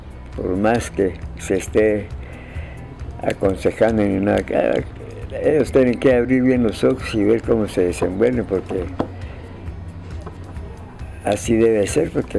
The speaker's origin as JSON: {"language": "Spanish", "town": "San Mateo Ixtatán", "region": "Huehuetenango", "country": "Guatemala", "tie": "born there", "said": "yo desde cuando estaba en San Mateo, yo nací en San Mateo y Satán, en San Mateo ahí estaba mi papá de telegrafista. A la edad de 8 años me envió a Huehuetenango, fui a estudiar."}